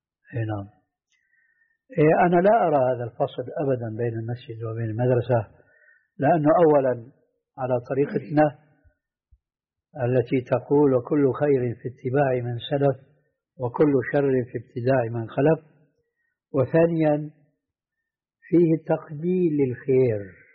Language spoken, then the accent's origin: Arabic; Damascus, Damascus Governorate, Syria; وهذا موجود عندنا في دمشق من كثرة